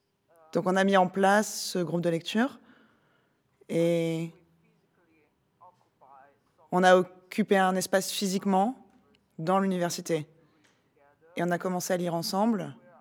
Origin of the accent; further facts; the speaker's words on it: Indonesia; d'Indonésie.